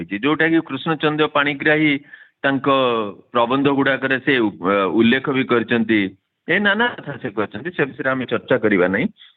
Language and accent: Odia; Balasore, Odisha, India; accent: Baleswari (northern Odia); ମୁଁ ଏବେ ବି ବାଲେଶ୍ୱରୀ, ମୁଁ ଯେହେତୁ ସେ ଉତ୍ତରାଞ୍ଚଳର ଲୋକ, ମୁଁ ସ୍ୱର ମୋ ଘର ବାଲେଶ୍ୱର, ଯେହେତୁ ମୋର ଜନ୍ମ ହେଇଛି, ମୁଁ ସେଠି ବଡ଼ ହେଇଛି